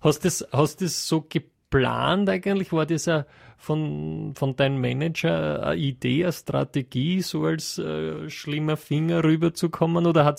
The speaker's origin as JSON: {"language": "German", "country": "Netherlands", "said": "Ich komme ja aus Holland, aus Niederlanden"}